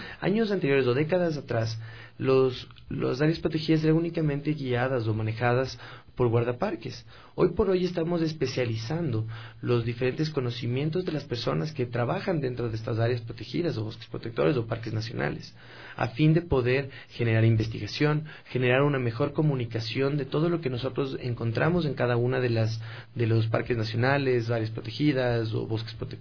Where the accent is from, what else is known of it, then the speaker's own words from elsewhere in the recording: Ecuador; Nosotros deberíamos interesarnos más como ecuatorianos en conocer lo que tenemos.